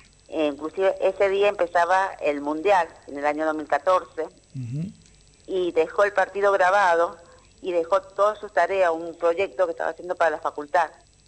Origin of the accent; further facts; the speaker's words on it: San Luis, Argentina; Él vivía acá en San Luis, con nosotros somos de San Luis